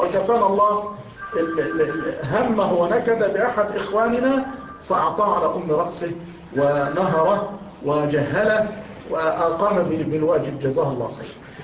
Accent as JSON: {"language": "Arabic", "region": "Dakahlia", "country": "Egypt", "said": "أن أحد مفتشي الأوقاف عندنا في الدقهلية"}